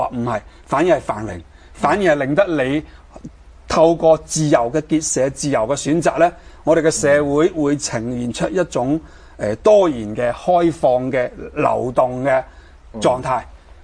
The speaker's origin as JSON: {"language": "Cantonese", "country": "Hong Kong", "said": "香港人過去咁多年以嚟，我哋最珍惜嘅一啲嘅價值係啲咩"}